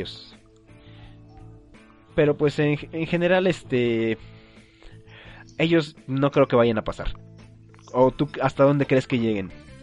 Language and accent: Spanish; Mexico; nosotros como mexicanos se nos hace un poco más fácil tramitar una visa